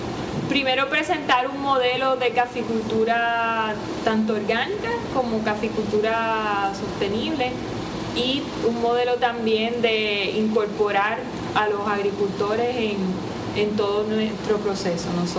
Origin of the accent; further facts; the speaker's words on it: Utuado, Puerto Rico; yo soy de Utuado originalmente y crecí en este recinto